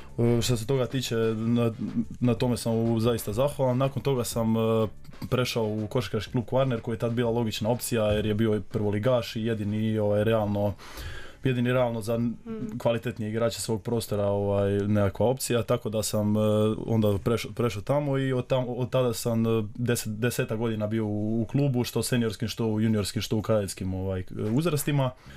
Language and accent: Croatian; Rijeka, Primorje-Gorski Kotar County, Croatia; born there; studiram strojarstvo, rođen sam u Rijeci.